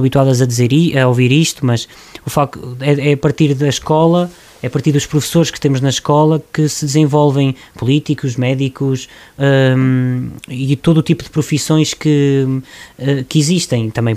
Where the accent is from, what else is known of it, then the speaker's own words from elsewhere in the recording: Oliveira, Centro, Portugal; also born or lived in Loriga; os meus pais, a minha mãe e o meu pai são de Loriga, naturais, vieram viver para Oliveira e foi sempre aqui que eu vivi, mas a minha terra e sempre será, vai ser Loriga